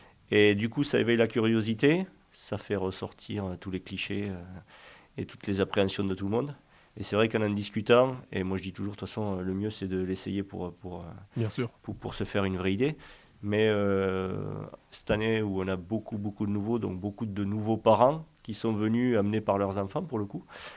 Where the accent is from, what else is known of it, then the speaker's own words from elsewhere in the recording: South-West, France; moi, encore une fois, je viens du Sud-Ouest.